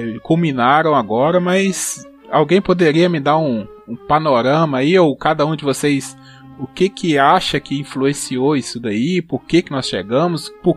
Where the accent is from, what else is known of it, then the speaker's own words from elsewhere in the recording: Brazil; Eu, pelo menos, como brasileiro, eu tô meio assim, não sei, entendeu?